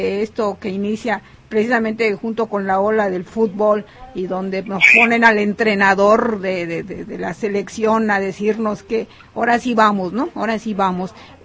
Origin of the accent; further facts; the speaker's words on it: Mexico; los propietarios originales, que somos nosotros los mexicanos